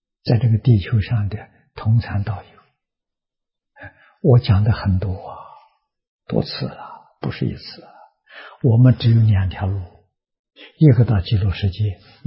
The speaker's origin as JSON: {"language": "Chinese", "country": "China", "said": "我们中国人这老人常讲啊，佛弟子要给佛贴金呢"}